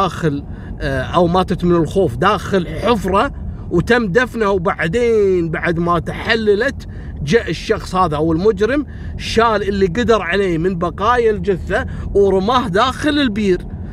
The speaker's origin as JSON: {"language": "Arabic", "country": "Kuwait", "said": "يعني احنا عندنا في الكويت صارت قضية الميموني"}